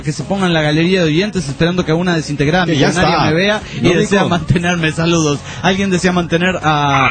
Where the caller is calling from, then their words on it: Bahía Blanca, Buenos Aires Province, Argentina; Hola, bombonazo … de Bahía Blanca.